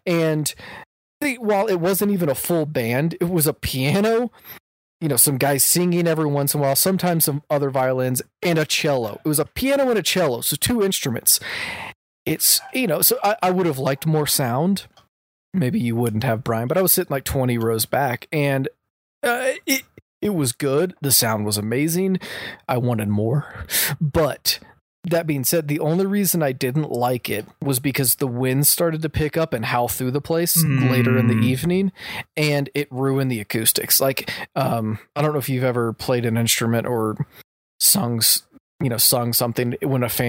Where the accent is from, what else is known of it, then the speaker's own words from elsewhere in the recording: Houston, Texas, United States; So for me, you know, growing up in Houston, it's hot.